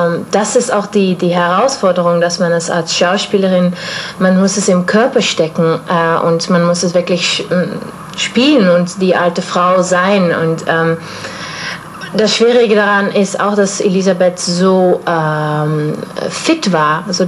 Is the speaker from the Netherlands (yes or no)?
yes; South Holland, Netherlands; German is a second language; now in Stuttgart, Germany; ich komme aus Holland, Süden von Holland, am Meer.